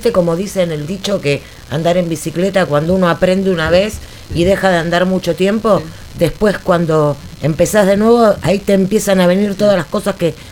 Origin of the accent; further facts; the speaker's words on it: Buenos Aires, Argentina; Yo también soy de Barracas, che.